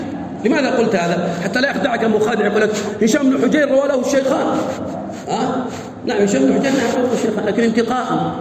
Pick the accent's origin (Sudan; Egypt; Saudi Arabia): Sudan; احنا سوداني